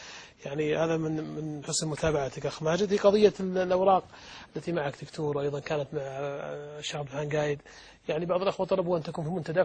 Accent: Saudi Arabia; وعندنا في السعودية أيضا

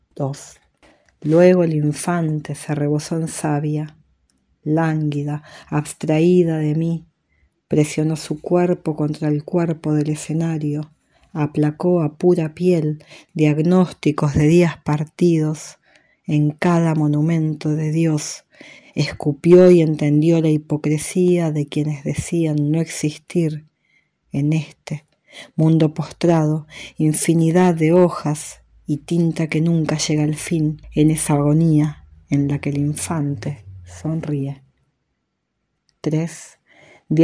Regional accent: Buenos Aires, Argentina; born there; now in Viedma, Argentina; Nací en Buenos Aires en 1977, actualmente resido en Viedma, provincia de Río Negro

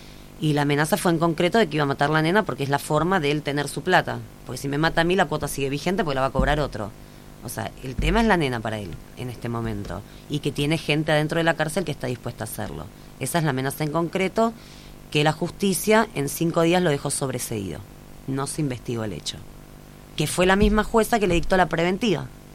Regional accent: Buenos Aires, Argentina; Bueno, yo soy de Capital Federal.

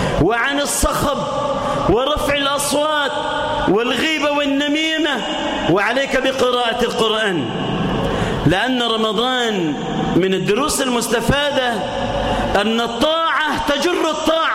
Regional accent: Egypt; اجعل بلدنا مصر سخاء رخاء، آمنة مطمئنة

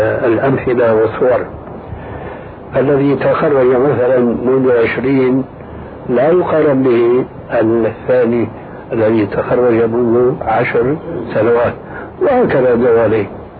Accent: Syria; كما قال بعض الظرفاء عندنا في سوريا

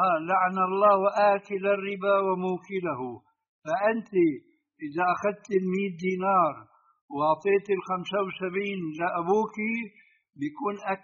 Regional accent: Jordan; هذا يعني المعامله موجوده عندنا في الاردن

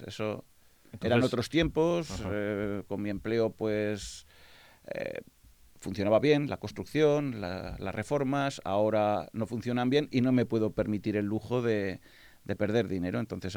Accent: Zaragoza, Aragon, Spain; Pues no, soy de Torrero.

